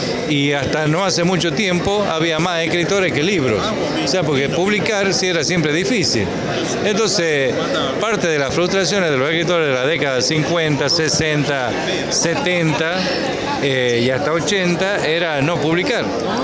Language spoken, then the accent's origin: Spanish; Argentina; cómo somos los argentinos